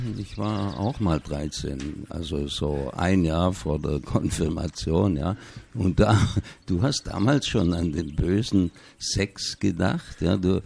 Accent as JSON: {"language": "German", "region": "Baden-Württemberg", "country": "Germany", "tie": "born or raised there", "said": "in der Kleinstadt, wo ich aufgewachsen bin, da südlich von Stuttgart."}